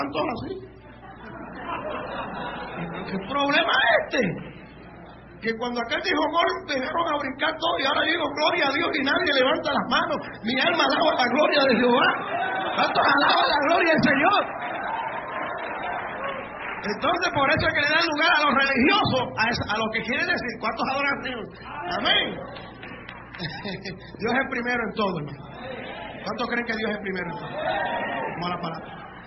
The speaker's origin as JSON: {"language": "Spanish", "country": "Puerto Rico", "said": "yo era el único puertorriqueño"}